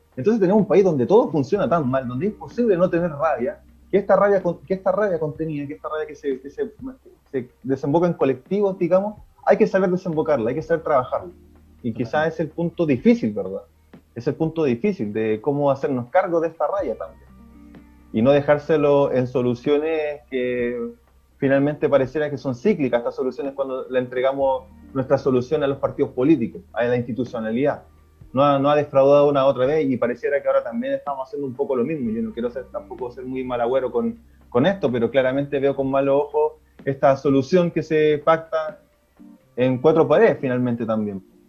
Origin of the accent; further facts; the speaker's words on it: La Serena, Coquimbo, Chile; yo soy de La Serena, igual que Juan, que nosotros estuvimos acá en esta, la cuarta región